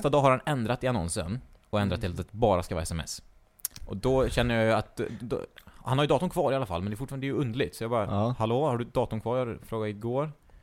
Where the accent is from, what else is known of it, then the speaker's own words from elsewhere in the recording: Trollhättan, Västra Götaland County, Sweden; Men vi är från Trollhättan